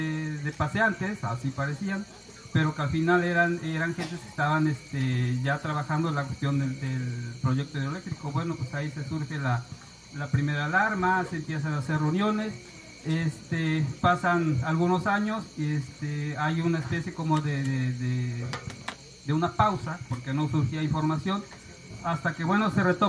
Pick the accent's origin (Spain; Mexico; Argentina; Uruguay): Mexico; Jalcomulco, Veracruz; venimos de Calcomulco, Veracruz, estamos a 40 minutos más o menos de la capital, Jalapa.